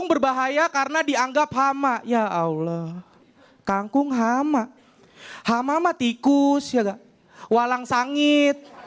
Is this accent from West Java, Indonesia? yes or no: yes; Bekasi, West Java, Indonesia; gue dari Bekasi, gue anak seorang pedagang sayur.